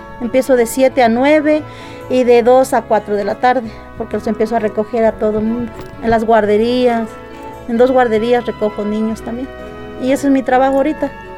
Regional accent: Zacualtipán, Hidalgo, Mexico; moved away as an adult; also born or lived in Otlamalacatla; now in United States; soy nativa de Otlamalacatla, Hidalgo, municipio de Tianguistengo, Hidalgo. Pero desde chiquita me trajeron para Zacualtipán, ahí me crié, ahí trabajé, estudié y de ahí pues ya me fui para Estados Unidos.

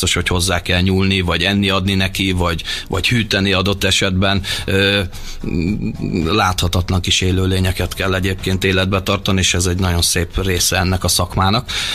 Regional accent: Hungary; Most is ugye magyarként, hogy a hotelba kellett egy vízforralóba főznöm gyakorlatilag a spárgát

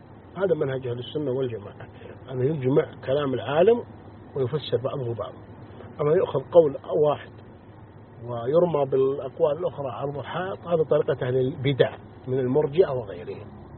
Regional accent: Saudi Arabia; نحن على معتقد أهل السنة والجماعة، ونرى السمع والطاعة لولي الأمر في بلادنا المملكة العربية السعودية

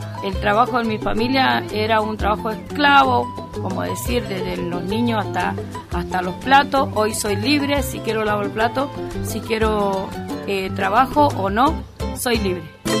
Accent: Argentina; soy argentina y esta es mi historia. Soy productora, soy campesina

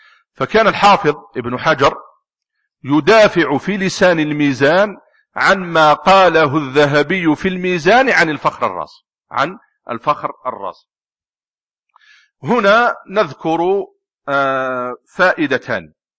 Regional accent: Algeria; من بين الناس الذين رووا الصحيح في بلدنا الجزائر

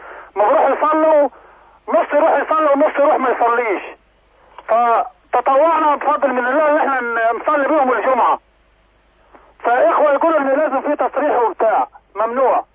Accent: Yemen; لأن دائما لبسوها زي ما عندنا في اليمن يلبسوها

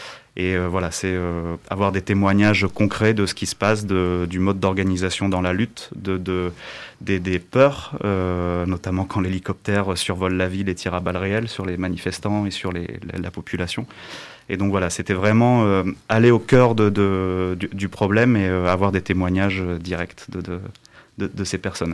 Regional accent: Lille, Hauts-de-France, France; je suis Lillois d'origine.

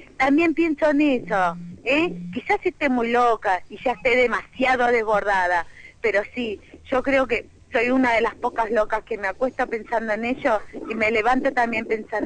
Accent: Argentina; Queremos que nos traten como personas, como seres humanos, como argentinos que somos.

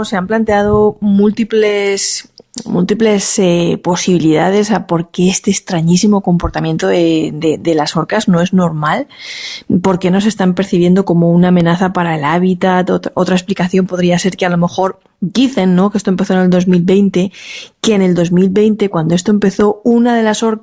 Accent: Monforte, Spain; en mi pueblo, en Monforte, decir, hacemos romería, que cada uno tira para su tierra

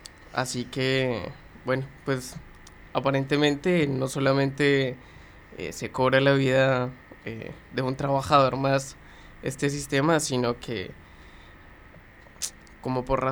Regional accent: Colombia; moved away; Puntualizarlo, soy colombiano, soy migrante, ya como de las cuestiones de la vida, nada, te volvés migrante porque salí simplemente de tu país.

